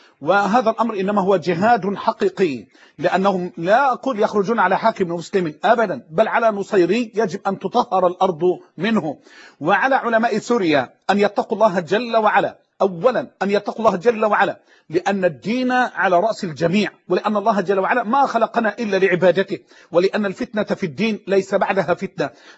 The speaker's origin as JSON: {"language": "Arabic", "country": "Egypt", "said": "بمعنى لما تيجي عندنا في مصر عندنا مؤسسه دينيه"}